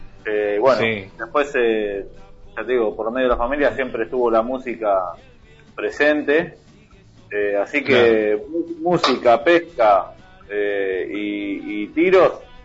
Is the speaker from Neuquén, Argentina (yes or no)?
no; Tigre, Buenos Aires Province, Argentina; nos criamos medio en el Tigre, en el Delta acá de, claro, de Buenos Aires.